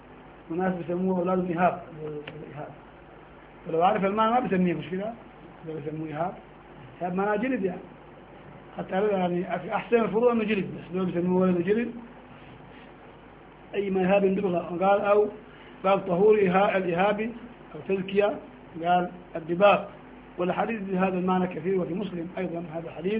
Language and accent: Arabic; Sudan; نحن قديما عندنا في السودان